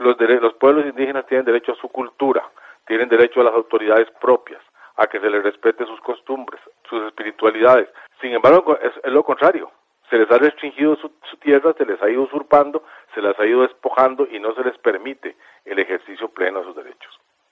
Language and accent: Spanish; Costa Rica; sigue siendo parte de nuestra raíz como costarricense